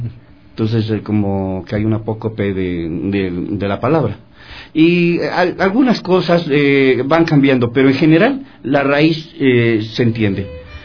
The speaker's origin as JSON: {"language": "Spanish", "country": "Mexico", "said": "es una palabra entrañable para los que somos mexicanos"}